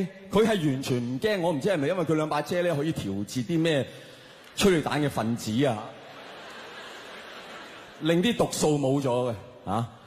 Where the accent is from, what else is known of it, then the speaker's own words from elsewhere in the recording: Hong Kong; 我哋香港人又好，香港政府亦都好咧